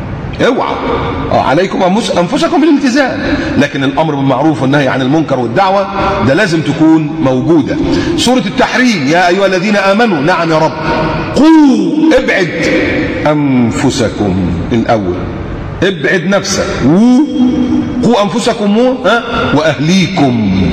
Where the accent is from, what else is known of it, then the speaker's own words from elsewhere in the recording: Egypt; ما تعملي زي اللي كانوا قاعدين في عندنا في مصر